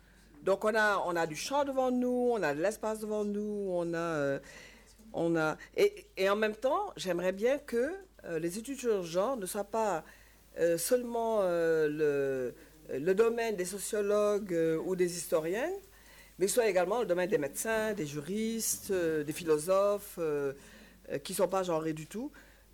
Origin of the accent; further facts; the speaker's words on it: Senegal; À l'époque, je suis sénégalaise et j'ai vécu cette période.